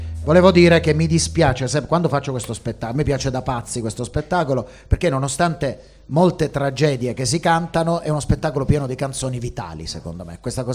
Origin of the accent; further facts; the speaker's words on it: Lecce, Apulia, Italy; io sono di Lecce, quindi cioè proprio dalle mie parti